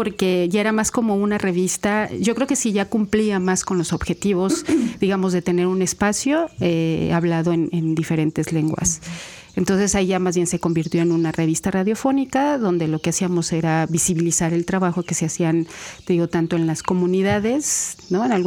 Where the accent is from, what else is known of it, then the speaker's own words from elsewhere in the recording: Mexico City, Mexico; now in Veracruz, Mexico; yo soy de la Ciudad de México, y cuando llegué a Veracruz